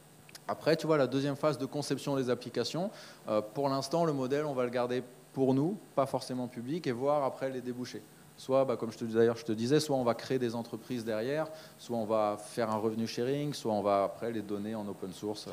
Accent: Brittany, France; Moi, je te dirais que je suis pas français, mais je suis breton.

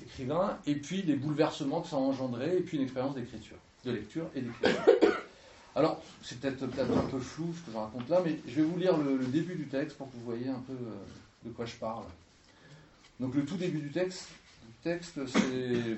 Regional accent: Marseille, Provence-Alpes-Côte d'Azur, France; je viens d'arriver dans les Cévennes. Je viens de Marseille. Je pars de la ville.

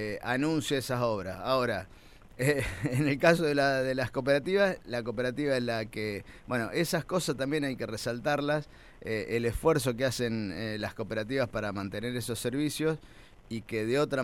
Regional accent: María Teresa, Santa Fe, Argentina; el vecino, por ejemplo, de mi pueblo, de María Teresa, paga las obras

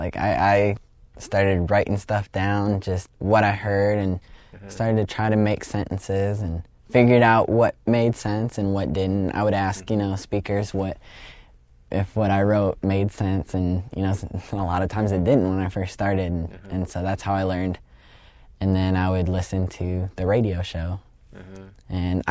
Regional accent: Chicago, Illinois, United States; From Chicago, Illinois.

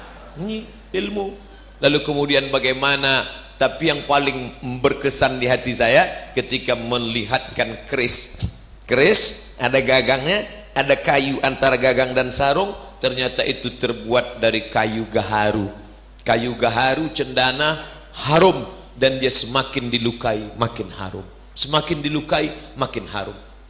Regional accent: Riau, Indonesia; Saya sebagai orang Riau penengah, saya bilang itu dia bukan marah.

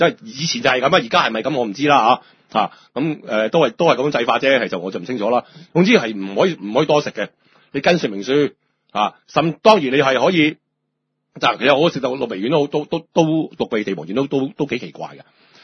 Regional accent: China; 我哋中國人真係好撚奇怪呀。

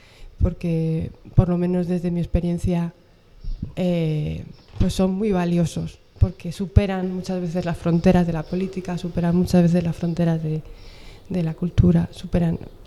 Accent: Coslada, Community of Madrid, Spain; now in Perales de Tajuña, Spain; yo me crié en Coslada, nací en Madrid y mis padres son de Santander y de León.

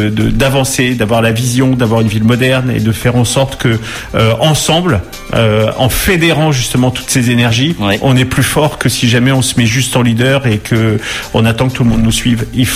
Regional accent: Orléans, Centre-Val de Loire, France; Je suis natif d'Orléans

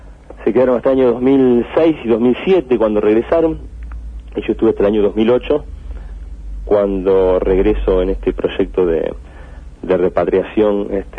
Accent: Rosario, Santa Fe, Argentina; Yo nací en Rosario, uh-huh. Viví toda mi vida en Rosario y tenía muchos deseos de regresar.

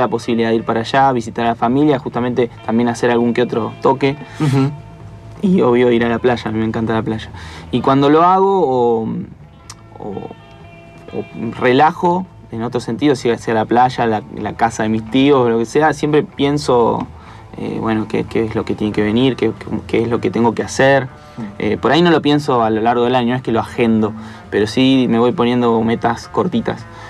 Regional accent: Mar del Plata, Buenos Aires Province, Argentina; now in Temperley, Argentina; Pensá que yo vengo desde Mar del Plata. Dentro de Mar del Plata vivía en Chapadmalal, que es un pueblo más chiquito. Después me mudé a Temperley, pero en una calle de las de adentro que no pasaba una mosca. Y ahora vivo ahí

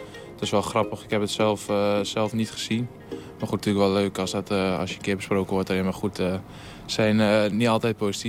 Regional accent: Siddeburen, Groningen, Netherlands; In Helm en Siddeburen, dat ligt vlakbij Slochteren. Daar opgegroeid met mijn ouders. Dus eigenlijk daar tot mijn ouders wonen er nu nog steeds. Dus vanaf mijn 17 in de stad gaan wonen op mezelf

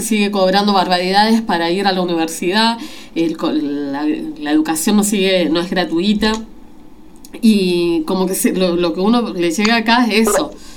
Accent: Chile; moved away; muy orgullosa, como chilena que soy, de lo que está sucediendo hoy día en las calles de mi país, ¿no? Me vine hace 30 años

